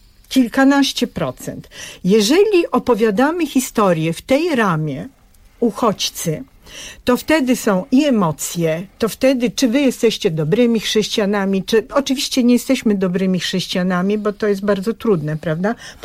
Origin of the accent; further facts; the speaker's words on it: Bulgaria; Ja pochodzę z Bułgarii, co roku ja tam jeżdżę.